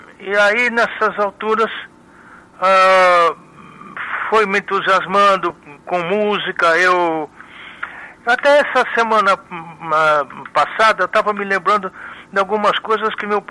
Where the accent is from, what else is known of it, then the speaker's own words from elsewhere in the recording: Taubaté, São Paulo, Brazil; era tipicamente um moleque, né, do interior, né? Minha adolescência foi toda em Taubaté, eu fui com 4 anos de idade para Taubaté com meus pais e meu irmão.